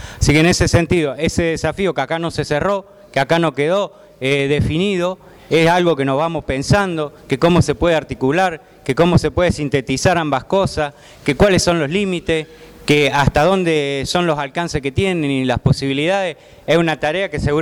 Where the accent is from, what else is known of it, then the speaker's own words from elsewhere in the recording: Córdoba, Argentina; en el caso de la compañera que viene de Neuquén o yo que vengo de Córdoba